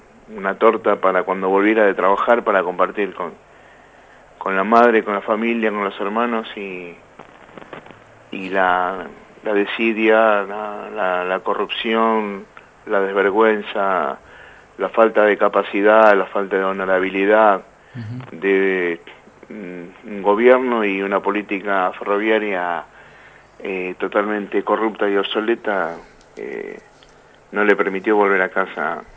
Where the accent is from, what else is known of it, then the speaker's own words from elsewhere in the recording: San Justo, Buenos Aires Province, Argentina; y nosotros somos de San Justo.